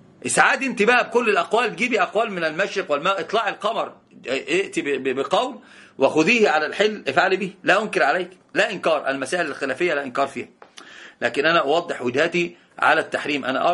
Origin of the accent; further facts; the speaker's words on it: Egypt; التورق عندنا في مصر الناس يسمونه حرق السلعة